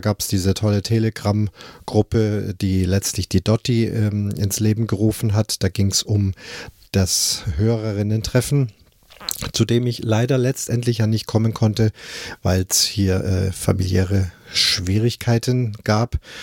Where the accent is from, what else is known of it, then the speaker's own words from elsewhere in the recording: Munich, Bavaria, Germany; Das ging ja los in München, meiner Heimatstadt.